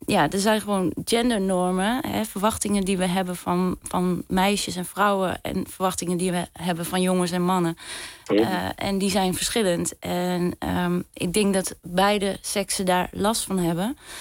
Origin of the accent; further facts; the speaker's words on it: Overijssel, Netherlands; ik kom dan uit Zalland en ik heb familie in Twente